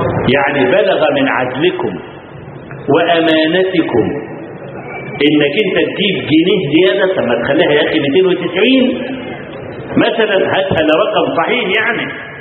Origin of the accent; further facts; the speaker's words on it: Kafr El Sheikh Governorate, Egypt; جاء عندنا في كفر الشيخ، في عندنا في المحافظه